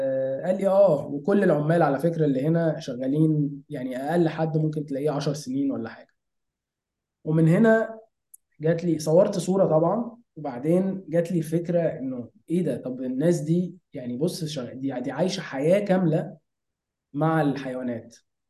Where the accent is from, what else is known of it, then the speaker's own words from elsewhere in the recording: Minya, Minya Governorate, Egypt; انا اصلا من المنيا ومع ذلك انا زرتها كذا مرة وانا صغير